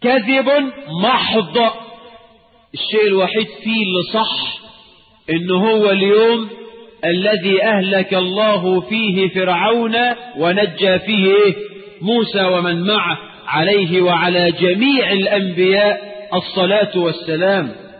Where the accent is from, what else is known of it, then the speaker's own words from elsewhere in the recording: Egypt; يبقى يتتجلى عقيدة الولاء والبراء لنا كمصريين في صوم يوم عاشوراء